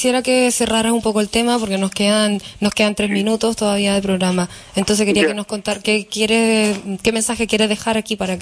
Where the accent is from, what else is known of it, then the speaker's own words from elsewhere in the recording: Concepción, Biobío, Chile; Te recuerdo que yo también soy de Concepción, así es que más o menos sé.